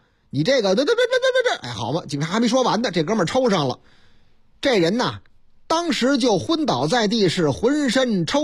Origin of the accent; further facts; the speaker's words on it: Shandong, China; 这也是这个山东是啊，是我老家山东啊